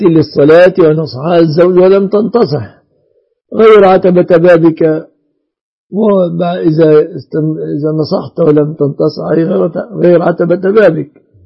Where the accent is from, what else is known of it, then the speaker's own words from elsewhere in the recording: Egypt; يعني المهر المتمثل عندنا في مصر في 3 أشياء